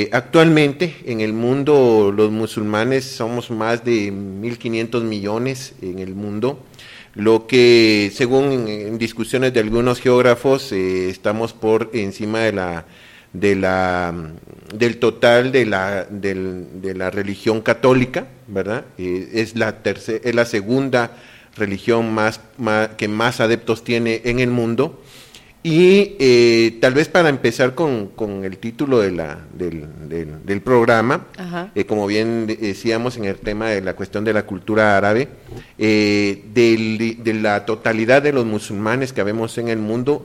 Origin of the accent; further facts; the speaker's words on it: Guatemala; nosotros como latinoamericanos, que en este caso, por ejemplo, nosotros somos guatemaltecos, no somos árabes